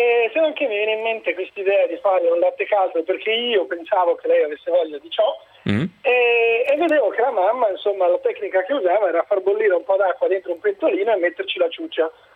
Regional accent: Padua, Veneto, Italy; Io sono di Padova.

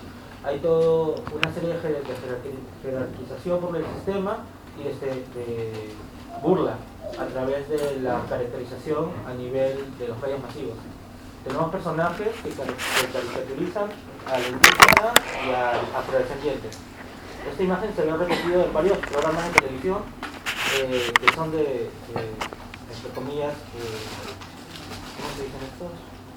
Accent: Peru; De Brasil no, pero soy de Perú.

